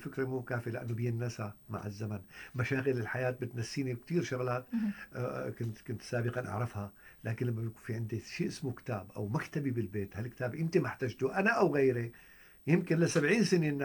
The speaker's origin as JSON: {"language": "Arabic", "country": "Syria", "said": "بهال 7 سنين الحرب الهائلة المرعبة اللي صارت عندنا بسوريا"}